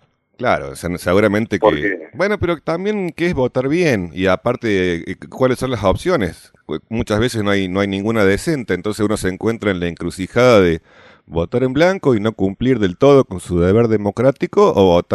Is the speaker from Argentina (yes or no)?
yes; Argentina; o porque somos argentinos, o por quién sabe qué